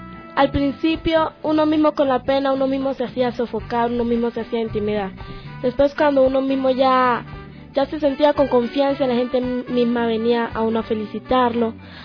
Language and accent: Spanish; Colombia; De Colombia.